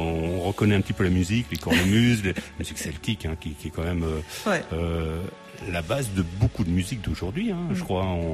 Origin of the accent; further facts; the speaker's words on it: Portugal; il y a aussi une fierté, parce que moi je suis portugais.